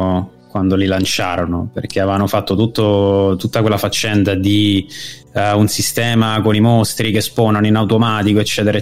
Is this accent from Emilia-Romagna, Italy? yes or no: no; Ostia, Lazio, Italy; Poi io sono di Ostia, in realtà, di base, per cui nato a Ostia, vissuto lì per un sacco di anni.